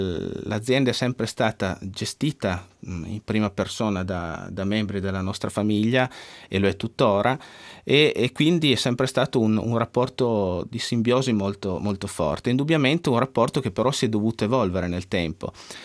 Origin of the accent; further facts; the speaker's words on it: Alba, Piedmont, Italy; Noi siamo di Alba, che alla fine è un piccolo paese.